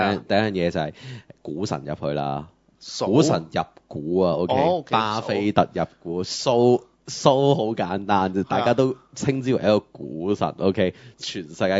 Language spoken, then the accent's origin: Cantonese; Hong Kong; 即係我哋香港人又好，甚至其他嘅人對於佢嘅汽車個款式嚟講先啦